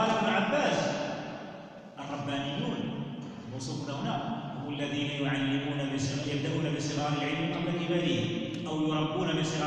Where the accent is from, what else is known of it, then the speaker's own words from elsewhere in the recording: Morocco; المشكل فيه الان عندنا في المغرب مشكل اجرائي